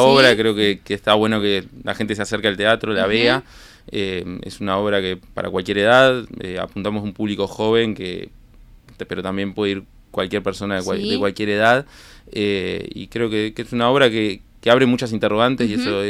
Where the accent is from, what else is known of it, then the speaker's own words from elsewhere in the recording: Ciudad de la Costa, Canelones, Uruguay; yo soy de Ciudad de la Costa